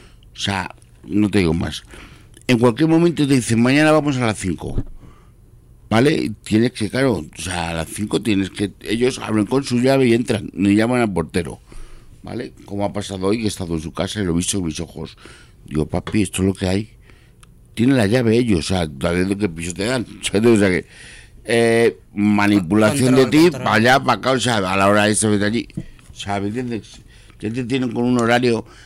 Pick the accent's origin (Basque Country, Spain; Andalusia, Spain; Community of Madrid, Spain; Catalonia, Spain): Community of Madrid, Spain; Fuenlabrada; Y yo, que soy de Fuenlabrada, todavía estoy esperando a que no me lo quite.